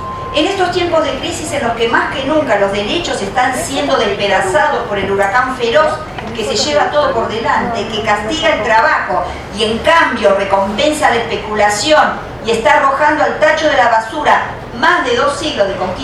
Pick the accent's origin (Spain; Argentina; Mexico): Argentina; Mirarnos a las caras significa mirarnos como argentinos, mirarnos como hermanos americanos, mirarnos en Latinoamérica